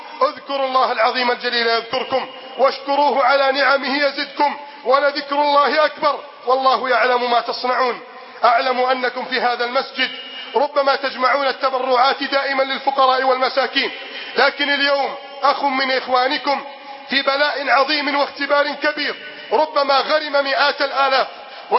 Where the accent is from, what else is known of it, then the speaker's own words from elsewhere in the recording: Egypt; اللهم احفظ بلدنا مصر من كيد الكائدين